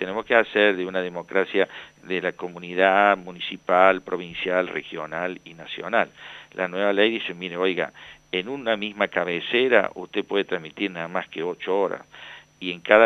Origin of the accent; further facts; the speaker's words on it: Córdoba, Argentina; accent: Cordobés; usted sentirá mi tonada cordobesa